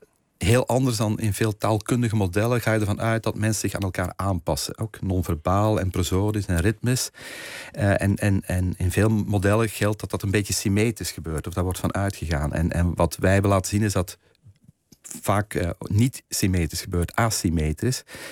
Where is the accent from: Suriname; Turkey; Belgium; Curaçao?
Belgium; Flanders; moved away as an adult; now in Netherlands; ik als Vlaming op een gegeven moment in Nederland ben beginnen werken.